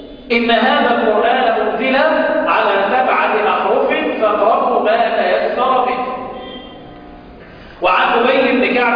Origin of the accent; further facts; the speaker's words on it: Mansoura, Dakahlia, Egypt; احنا حتى في مصر لما حد من الناس بينتقل، انا مقيم انا من اهل المنصورة، لما بنتقل للعيش للسفر الى الصعيد او الى البحيرة او الى الاسكندرية،